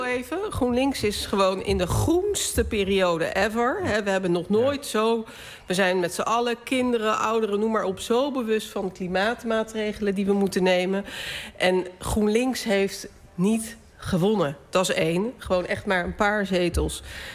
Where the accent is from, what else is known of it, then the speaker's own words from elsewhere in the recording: Rotterdam, South Holland, Netherlands; now in Amsterdam, Netherlands; Ik kom uit Rotterdam, maar woon in Amsterdam.